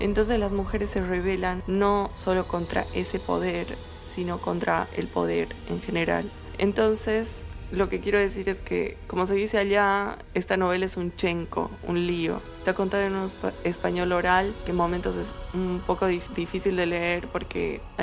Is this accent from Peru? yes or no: no; Bolivia; Como saben, yo soy boliviana